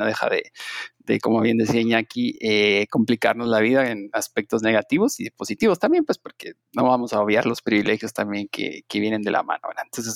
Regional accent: Guatemala; moved away as an adult; now in Brazil; yo soy guatemalteco y actualmente me encuentro en Brasil, en el estado de Sao Paulo

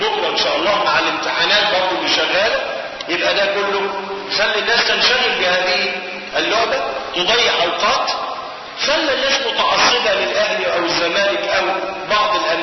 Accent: Egypt; ودخلت عندنا في مصر سنة 1921 مع احتلال الإنجليز لمصر

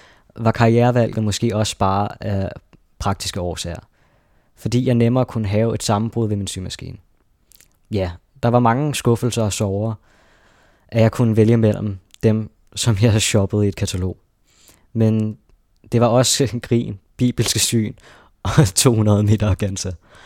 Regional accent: Charlottenlund, Capital Region of Denmark, Denmark; Jeg voksede op i Charlottenlund, en uskyldig barndom, jeg tit tænkte tilbage på

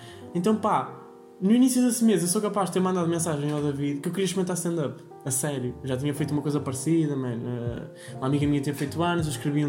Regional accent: Vila Nova de Gaia, Porto, Portugal; Mas tenho uma data em Gaia, e eu fiz, eu sou de Gaia, ainda melhor.

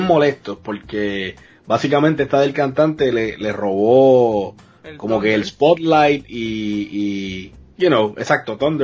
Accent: Puerto Rico; Como puertorriqueño, viéndolo tantos años

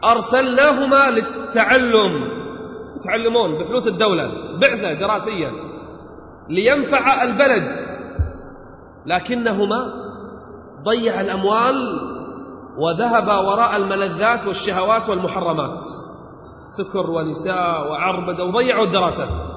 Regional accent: Kuwait; احنا عندنا في الكويت الحين حملة

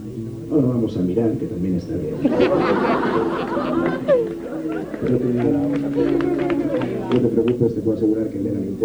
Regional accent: Madrid, Community of Madrid, Spain; Yo soy de Madrid, nadie es perfecto.

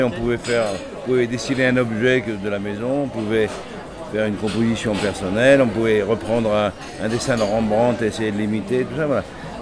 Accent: Paris, Île-de-France, France; je suis né, moi, à Paris. Et je suis né dans le 16e, qui est un arrondissement chic de Paris, mais parce que simplement mon père avait trouvé un atelier de peintre, dans lequel j'habite toujours d'ailleurs.

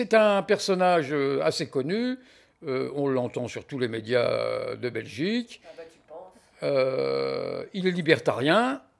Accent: France; now in Belgium; Moi, je constate en tant que Français que les Belges, ils adorent la comptabilité.

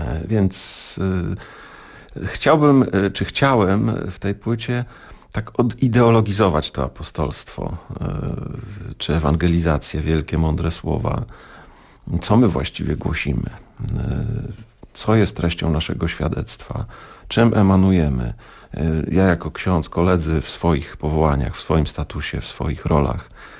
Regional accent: Lublin, Lublin Voivodeship, Poland; also born or lived in Podlasie; now in Warsaw, Poland; warszawiakiem od wielu lat. Mieszkam na warszawskiej Pradze, dokładnie. No ale nie urodziłem się w Warszawie. Pochodzę z Podlasia, wychowałem się w Lublinie.

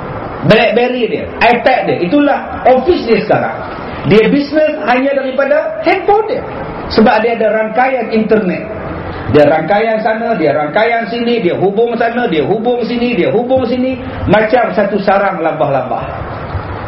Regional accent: Batu Kurau, Perak, Malaysia; Orang kampung saya, saya orang Batu Kurau

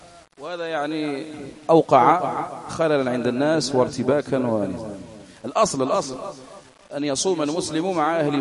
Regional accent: Algeria; التاسع عندنا في العاشر الجزائريين غدا

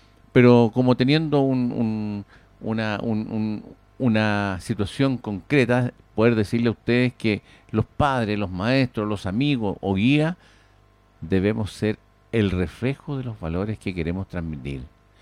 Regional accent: Pirque, Santiago Metropolitan Region, Chile; Yo no soy de Puente Alto, ¿eh? Fíjese usted, yo soy de Pirque. Participo en Pirque, pero trabajo en Puente Alto

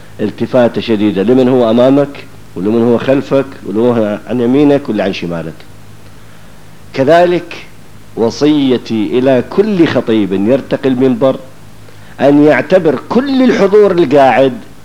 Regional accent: Iraq; accent: Iraqi; now in Syria; هذا البناء يبدأ من الأساسات للبتلو بلهجتنا احنا العراقية، هنا يسموه شيناج

